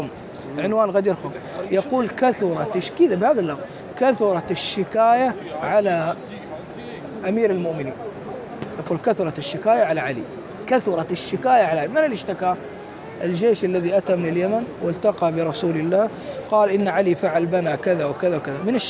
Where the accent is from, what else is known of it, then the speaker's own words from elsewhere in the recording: Mecca, Makkah Province, Saudi Arabia; أنا ابن مكة وأعرف.